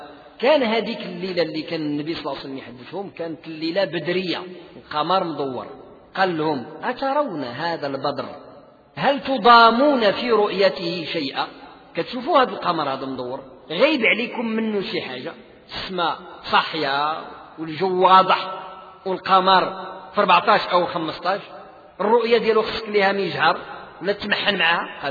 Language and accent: Arabic; Morocco